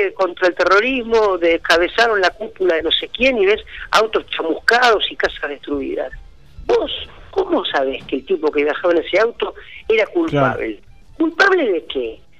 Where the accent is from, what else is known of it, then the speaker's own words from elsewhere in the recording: Argentina; yo que soy argentino como él, también lo soy.